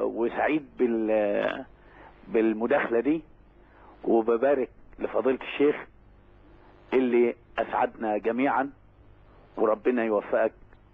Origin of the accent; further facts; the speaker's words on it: Damouh, Dakahlia, Egypt; بالأصالة عن نفسي وعن أهل قريتنا الحبيبة دموه مسقط رأس شيخنا الجليل